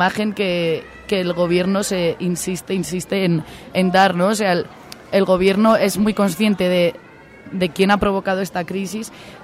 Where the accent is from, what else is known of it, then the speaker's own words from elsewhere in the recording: Spain; poderles transmitir un poco de lo que ha pasado y está pasando por ahí, por mi tierra. Pues ahora mismo la sociedad española es una sociedad que está muy, muy convulsionada